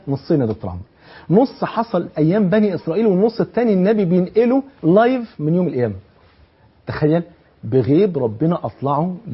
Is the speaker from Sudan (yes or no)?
no; Egypt; اقصر بلغتنا كمصريين ايه؟ خف.